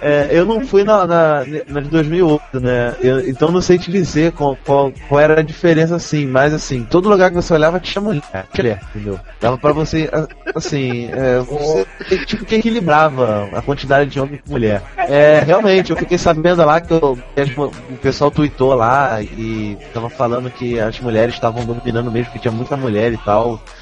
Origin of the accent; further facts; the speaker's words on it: Rio de Janeiro, Brazil; Ah, então, pra quem não sabe, eu sou do Rio, né? Eu fui de ônibus e tentei uma 6 horas de viagem, mais ou menos.